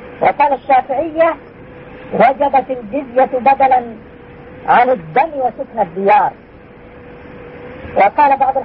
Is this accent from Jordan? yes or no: yes; Jordan; الآن 48% إلى 50% من القضاة نصارى عندنا في الأردن.